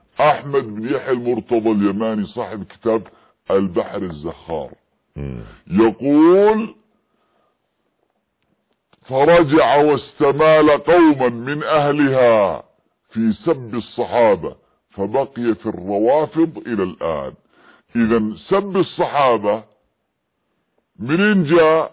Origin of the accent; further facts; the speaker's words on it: Yemen; عندنا في اليمن